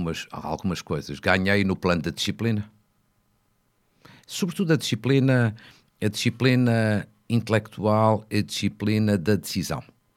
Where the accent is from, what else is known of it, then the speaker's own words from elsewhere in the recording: Fafe, Norte, Portugal; na Câmara da minha terra, que é FAF